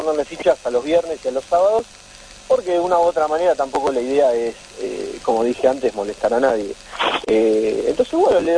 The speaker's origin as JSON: {"language": "Spanish", "town": "Lomas de Zamora", "region": "Buenos Aires Province", "country": "Argentina", "said": "Loma de Zamora, Loma de Zamora, zona sur, ahí estaba escuchando."}